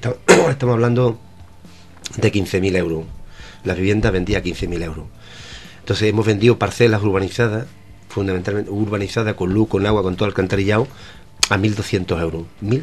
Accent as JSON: {"language": "Spanish", "town": "El Coronil", "region": "Andalusia", "country": "Spain", "tie": "born or raised there", "said": "nosotros estamos a 7 kilómetros de la base americana de Morón de la Frontera, pero el pueblo más cercano es el Coroní, mi pueblo, está a 7 kilómetros en dirección recta."}